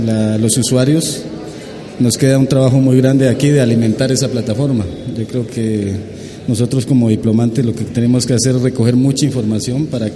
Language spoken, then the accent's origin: Spanish; Santander de Quilichao, Cauca, Colombia; yo vengo del resguardo indígena de Canoas, del municipio de Santander de Quilichao